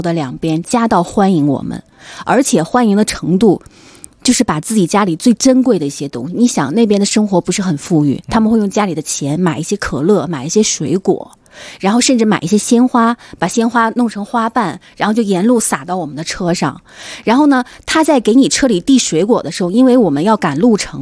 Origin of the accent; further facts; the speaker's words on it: China; 也没有想到巴基斯坦的人会对我们中国人有这么友好。